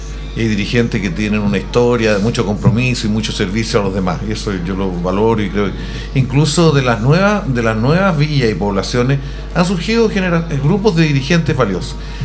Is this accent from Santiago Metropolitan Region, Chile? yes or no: yes; La Florida, Santiago Metropolitan Region, Chile; born there; Yo soy conocido porque soy nacido en La Florida.